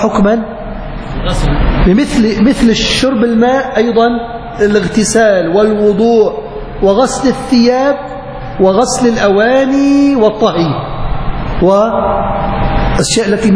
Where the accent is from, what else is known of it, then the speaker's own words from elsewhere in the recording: Aleppo, Aleppo Governorate, Syria; يعني عندنا بحلب ما مسموها بحرة، مسميها بركة.